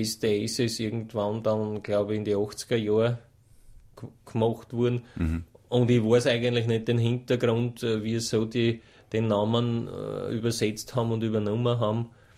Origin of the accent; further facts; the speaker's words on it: Stagnaz, Styria, Austria; Es ist eine kleine Ortschaft in der südlichen Steiermark.